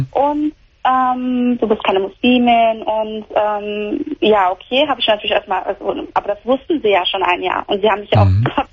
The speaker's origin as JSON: {"language": "German", "country": "Croatia", "lives_now": "Germany", "said": "Ich bin Kroatin."}